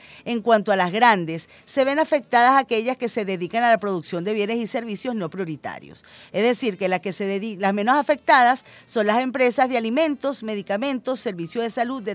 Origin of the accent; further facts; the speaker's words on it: Venezuela; Todos los que nacimos y vivimos en Venezuela, que queremos nuestra patria